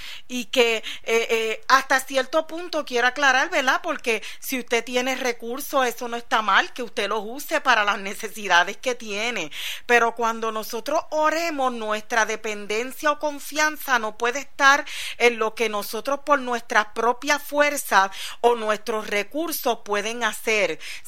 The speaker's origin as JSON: {"language": "Spanish", "country": "Puerto Rico", "said": "Nosotros que venimos desde la isla de Puerto Rico, que estamos rodeados por agua por todos lados"}